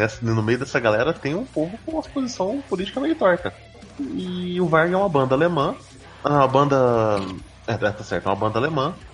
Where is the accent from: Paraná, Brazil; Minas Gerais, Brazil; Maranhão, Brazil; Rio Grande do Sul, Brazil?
Minas Gerais, Brazil; Não, sou de Minas.